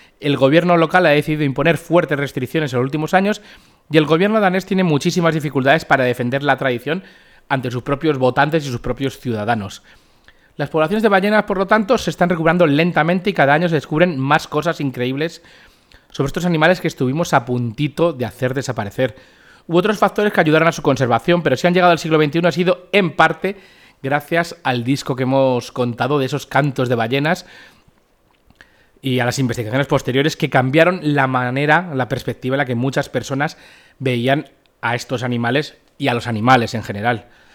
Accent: Madrid, Community of Madrid, Spain; espero haberlo pronunciado bien porque como buen madrileño la X me cuesta

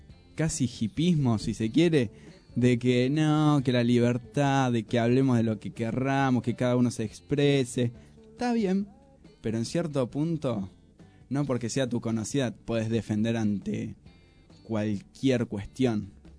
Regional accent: Moreno, Buenos Aires Province, Argentina; La verdad que somos un montón y que pibes que no nos conocemos y somos de Moreno.

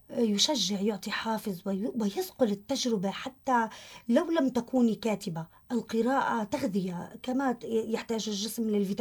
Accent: Safita, Tartus Governorate, Syria; بصافيتا مدينتي

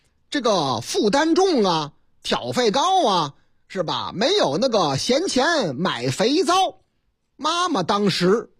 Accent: Henan, China; 在我老家河南那个地方

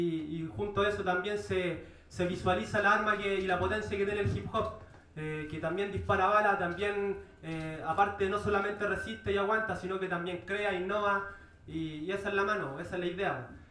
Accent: Santiago, Santiago Metropolitan Region, Chile; vengo desde la periferia de Santiago, del lado poniente de Pudahuel.

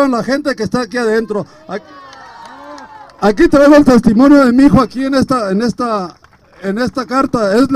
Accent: Durango, Mexico; Yo soy del estado de Durango.

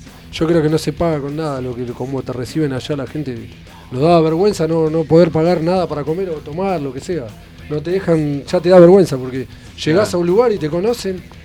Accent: Villa Ballester, Buenos Aires Province, Argentina; A nosotros nos queda cerca ahí, ¿viste? Que somos de Ballester.

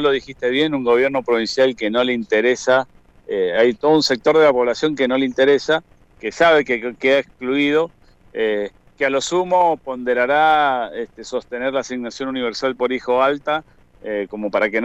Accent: Lavalle, Mendoza, Argentina; Yo soy del departamento de Lavalle.

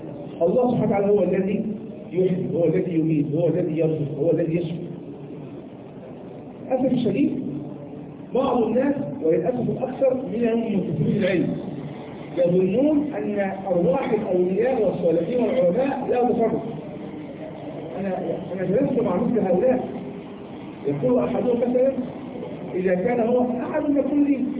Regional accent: Egypt; ويعني كان عندنا في مصر

